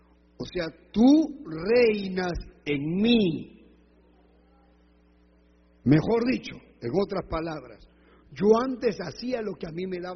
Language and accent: Spanish; Peru; now in Ecuador; Yo podía haberme ido a Perú y dejado el Ecuador y vivir en el Perú, porque soy peruano